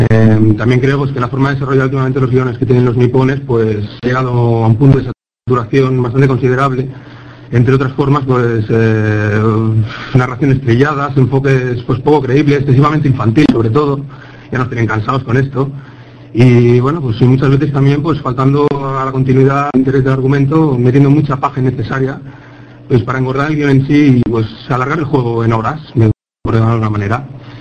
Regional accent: Barcelona, Catalonia, Spain; soy de Barcelona.

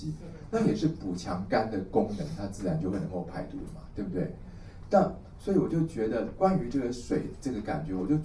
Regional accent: Taiwan; 而且我们台湾人的水土体质其实非常明显

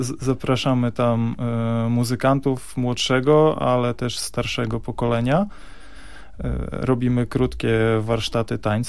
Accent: Bartoszyce, Warmian-Masurian Voivodeship, Poland; now in Gdynia, Poland; Tak, pochodzę z warmińsko-mazurskiego, z Bartoszyc. To w zasadzie nie jest ani Warmia, ani Mazury. U nas się na to mówi, że to jest Warmia, bo nie są to Mazury, ale tak naprawdę to są po prostu Prusy. Mieszkam natomiast na co dzień w Gdańsku. W Gdyni w zasadzie

